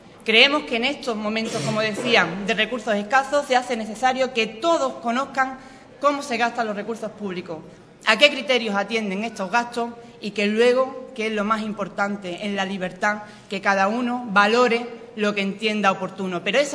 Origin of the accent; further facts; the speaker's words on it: Ubrique, Andalusia, Spain; poder representar a mi pueblo como alcaldesa de Ubrique